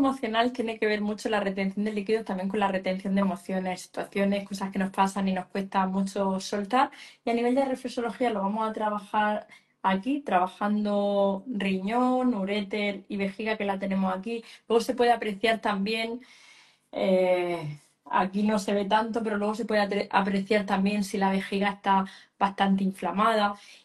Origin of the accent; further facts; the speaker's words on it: Murcia, Region of Murcia, Spain; Me preguntan por aquí en Murcia. Sí, precisamente soy de Murcia. Mañana viajo a Madrid, 4 días a trabajar, pero soy de Murcia.